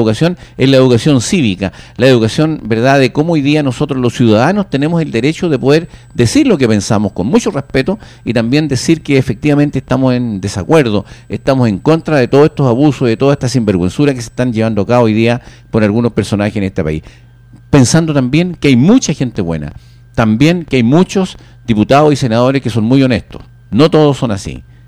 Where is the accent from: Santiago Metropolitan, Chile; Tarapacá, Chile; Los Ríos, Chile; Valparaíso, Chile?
Santiago Metropolitan, Chile; Pirque; No, yo soy de Pirque, pero trabajo en Puente Alto.